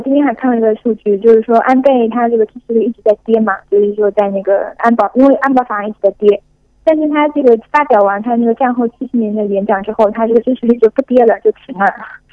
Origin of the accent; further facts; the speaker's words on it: China; 当然，我作为中国人，我始终觉得